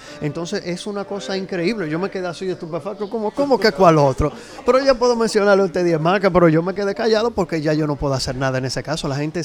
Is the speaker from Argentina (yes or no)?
no; Dominican Republic; Creo, como todo dominicano